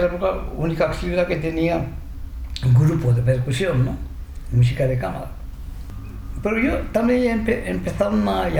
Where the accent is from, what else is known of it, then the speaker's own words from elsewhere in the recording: Japan; Spanish is a second language; now in Murcia, Spain; vengo de Murcia, ¿no? ¿De Murcia? Pero tú no eres chino, no, pues soy japonés. Pero tú hablas español bastante bien